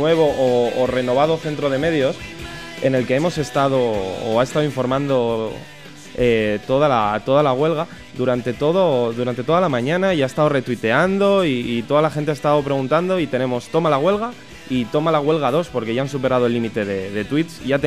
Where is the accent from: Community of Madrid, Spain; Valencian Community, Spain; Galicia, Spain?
Community of Madrid, Spain; Aranjuez; Yo que soy de Aranjuez, ayer estaba lleno de gente cerrando comercios